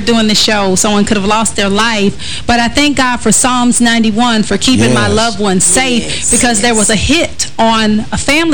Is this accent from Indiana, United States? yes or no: no; Detroit, Michigan, United States; in my hometown of Detroit, I just have a lot of my family members are going through a lot.